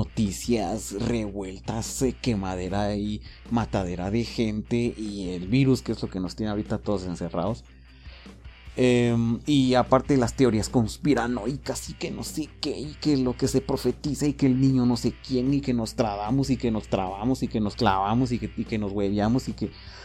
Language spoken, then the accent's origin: Spanish; Quetzaltenango, Guatemala; De repente me están oyendo y dirán qué chistoso hablas de cuates, de qué país era, ¿va? Soy de Xela, por cierto.